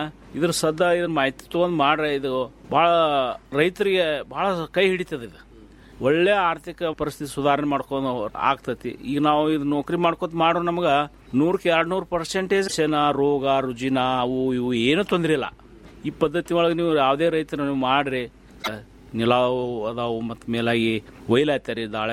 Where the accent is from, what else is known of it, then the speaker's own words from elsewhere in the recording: Ratnapur, Karnataka, India; ನಮ್ಮ ಊರು ರತ್ನಾಪುರ ತಾಲೂಕು ತಿಕೋಟ ಜಿಲ್ಲಾ ಬಿಜಾಪುರದವ್ರು ನಾವು.